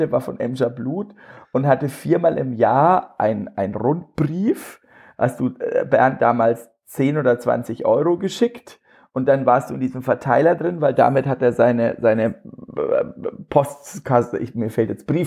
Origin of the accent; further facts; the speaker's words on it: Bavaria, Germany; accent: Franconian; ich komme aus Franken, das hört man wahrscheinlich ein bisschen